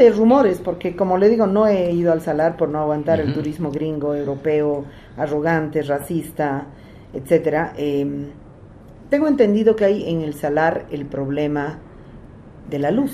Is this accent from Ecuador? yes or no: no; Bolivia; Yo como boliviana no conozco el salar